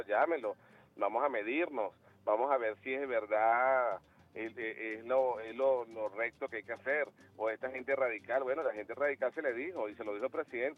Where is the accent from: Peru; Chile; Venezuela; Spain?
Venezuela; lo digo como venezolano, chavista, revolucionario